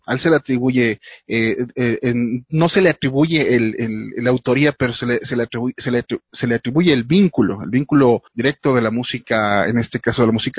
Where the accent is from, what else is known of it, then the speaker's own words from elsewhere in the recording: Ecuador; es muy lamentable que siempre nosotros como ecuatorianos siempre tiramos un poco más hacia lo internacional